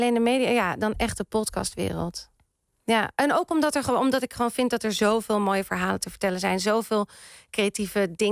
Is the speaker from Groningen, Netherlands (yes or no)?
no; Amsterdam, North Holland, Netherlands; daar ben ik opgegroeid. Ja, vanaf mijn zesde woonde ik er ongeveer. En de eerste jaren van mijn leven ben ik opgegroeid in de Pijp.